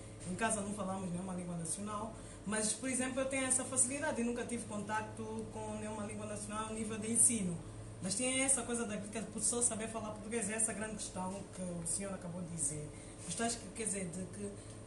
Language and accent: Portuguese; Angola; E sendo angolana e sendo africana, por só saber falar português e não saber falar nenhuma.